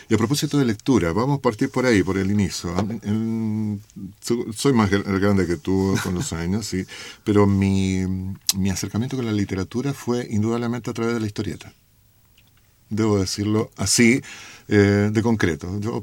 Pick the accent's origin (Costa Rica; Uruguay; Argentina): Argentina; now in Chile; por lo menos en mi país, yo vengo de Argentina, pasé mi infancia allá